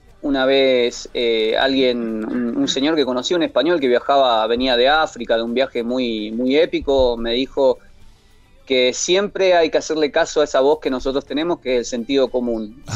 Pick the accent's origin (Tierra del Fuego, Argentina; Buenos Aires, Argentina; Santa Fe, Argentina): Tierra del Fuego, Argentina; Ushuaia; yo soy oriundo de Ushuaia, mi familia es migrante de Mendoza. Yo me crié en Ushuaia